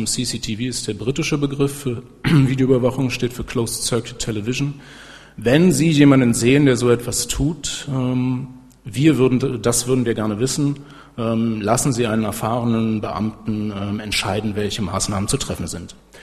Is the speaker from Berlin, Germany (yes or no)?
yes; Berlin, Germany; ich komme aus Berlin